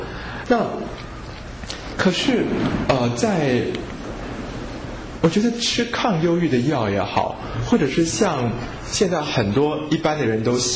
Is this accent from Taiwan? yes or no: yes; Taiwan; 那我觉得我们台湾人也是一个很喜欢把心软当作是爱的民族，